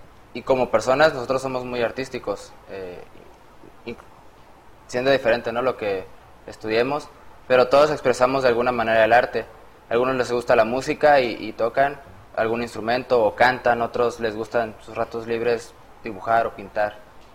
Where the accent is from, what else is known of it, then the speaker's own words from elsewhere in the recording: Guerrero, Mexico; vengo del estado de Guerrero, tengo 22 años